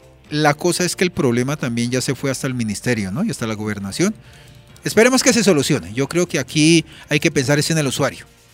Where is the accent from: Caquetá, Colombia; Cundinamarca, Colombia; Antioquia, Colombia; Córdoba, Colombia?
Cundinamarca, Colombia; Soacha; Yo soy aquí de Soacha, defiendo Soacha